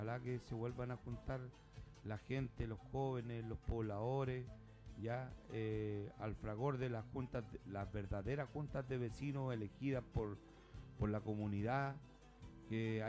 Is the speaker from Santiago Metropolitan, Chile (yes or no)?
yes; Puente Alto, Santiago Metropolitan, Chile; Ese es mi pueblo, ese es Puente Alto.